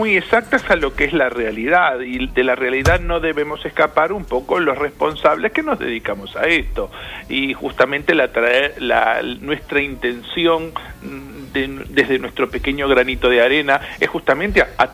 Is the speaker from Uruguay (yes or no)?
no; Argentina; moved away; ya hace 25 años que salí de Argentina o más, que nadie es profeta en su tierra.